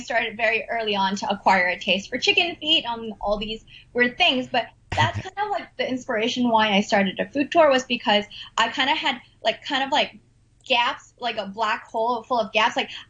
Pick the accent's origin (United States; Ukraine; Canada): Canada; my parts are from Hong Kong, but I was made, assembled, and created in Canada. So my parents are from Hong Kong, but I was born and raised in Canada.